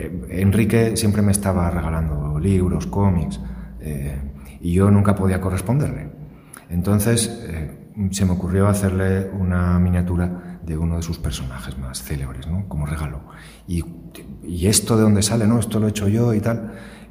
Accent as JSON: {"language": "Spanish", "region": "Asturias", "country": "Spain", "tie": "born or raised there", "said": "Crecí en Asturias. Asturias es una tierra de mito y leyenda."}